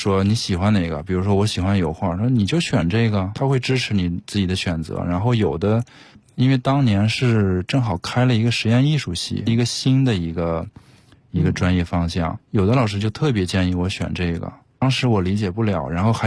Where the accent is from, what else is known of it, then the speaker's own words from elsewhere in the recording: Taiyuan, Shanxi, China; now in Beijing, China; 我可能在太原在我老家根本没有见过的东西